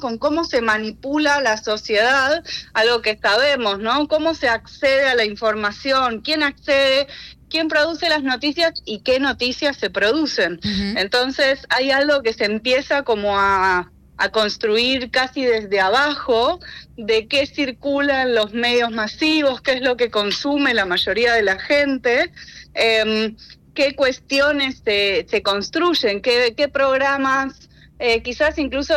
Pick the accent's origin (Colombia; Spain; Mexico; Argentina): Argentina; Buenos Aires; para mí, siendo porteña y habiendo nacido en una Buenos Aires de dictadura, poder caminar en ese aniversario era muy importante.